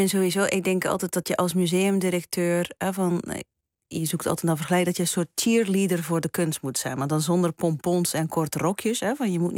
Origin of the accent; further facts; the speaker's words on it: Belgium; ik heb op mijn thuisland België... heel vaak denk ik van... gelukkig woon ik daar niet.